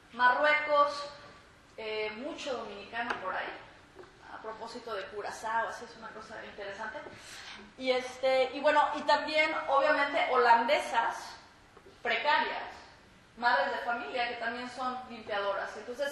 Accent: Mexico; now in United States; como inmigrante en Europa y en Estados Unidos, que es importante que nosotros como inmigrantes recordemos, ¿verdad? Recordemos que, por ejemplo, como mexicana

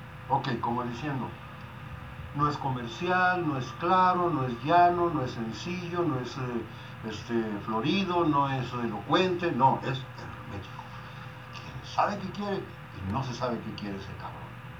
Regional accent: Mexico City, Mexico; Porque pues yo soy, imagínate, del DF, imagínate, vengo de allá, imagínate.

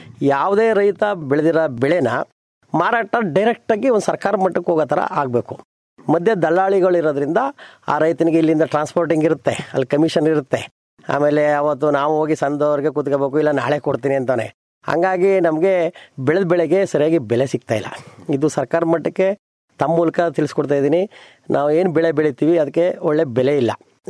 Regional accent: Mudunalli, Karnataka, India; ನಂಜನಗೂಡು ತಾಲೂಕು ಮುಡುನಳ್ಳಿ ಗ್ರಾಮ ಸರ್. ಒಂದು ರೈತರು, ನಮಗೆ ಒಂದು 15 ಎಕರೆ ಜಮೀನಿದೆ ಸರ್.

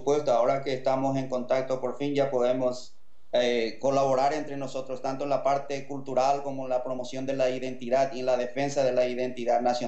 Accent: Paraguay; moved away; salí muy joven del Paraguay, entonces no pude indagar mucho sobre mi familia.

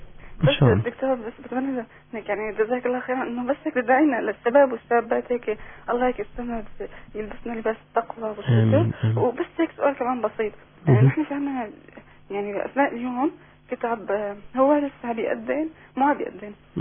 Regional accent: Aleppo, Aleppo Governorate, Syria

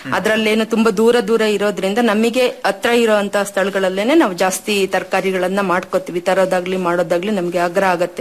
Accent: Marulanahalli, Karnataka, India; ನಾನು ಮರುಳನಹಳ್ಳಿ ಕಡೂರು ತಾಲೂಕಿಂದ ಬಂದಿದ್ದೇನೆ.

